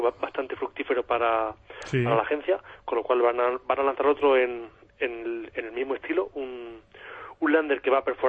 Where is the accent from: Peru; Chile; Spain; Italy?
Spain; Albacete, Castilla-La Mancha; Pues tengo pendiente una charla en mi tierra, en Albacete.